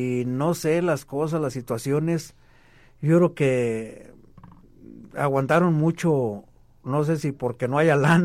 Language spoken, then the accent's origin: Spanish; Monterrey, Nuevo León, Mexico; Una barbacoa muy al estilo de mi tierra, de Monterrey, nada